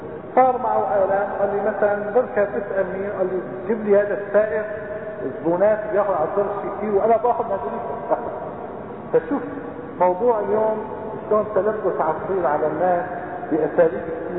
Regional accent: Aleppo, Aleppo Governorate, Syria; هلا عندنا بحلب

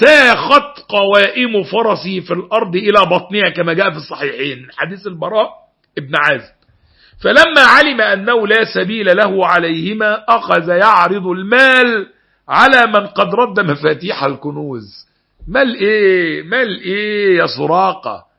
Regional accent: Egypt; الدين ما فيهوش فيه خيار وفقوس زي ما بقول عندنا في مصر

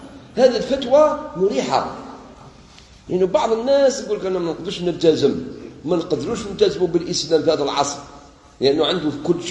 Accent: Algeria; إحنا بكري إحنا عندنا في بلادنا الجزائر كانوا الناس يديروا رياضة وتنقية البيئة

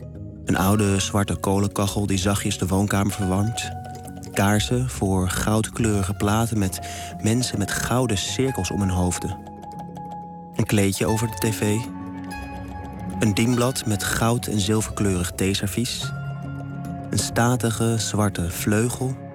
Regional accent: Amsterdam, North Holland, Netherlands; 32 jaar oud, geboren en getogen in Amsterdam, waar ik me helemaal thuis voel. Ik ben nog nooit langer dan 3 weken weg geweest van huis.

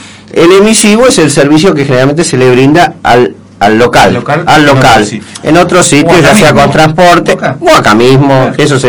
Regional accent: Buenos Aires, Argentina; yo soy de Buenos Aires, de la capital, soy porteño, aunque ahora me siento gran parte de Bolsonaro

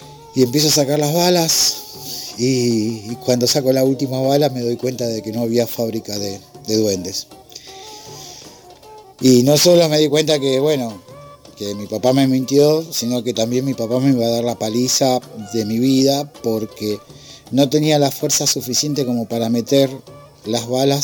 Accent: Remedios de Escalada, Buenos Aires Province, Argentina; soy de Escalada.

